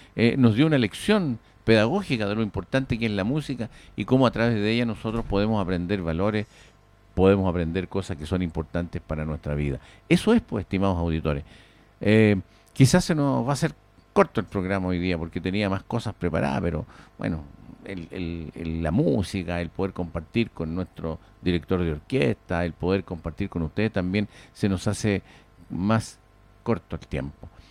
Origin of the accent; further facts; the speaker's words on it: Pirque, Santiago Metropolitan Region, Chile; Yo no soy de Puente Alto, ¿eh? Fíjese usted, yo soy de Pirque. Participo en Pirque, pero trabajo en Puente Alto